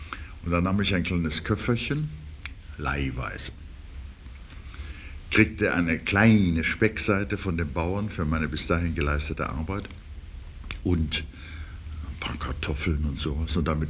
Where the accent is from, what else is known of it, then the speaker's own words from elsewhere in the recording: Dresden, Saxony, Germany; Meine Vaterstadt war zerstört und besetzt von den Russen. Ich bin ja Dresdner.